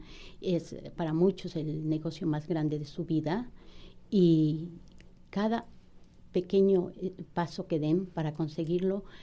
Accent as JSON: {"language": "Spanish", "country": "Ecuador", "said": "Y yo ecuatoriana."}